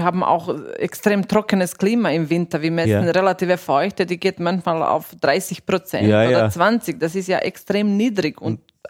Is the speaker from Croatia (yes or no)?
no; Austria; aber noch nicht so richtig viel bei uns in Österreich, aber in anderen Ländern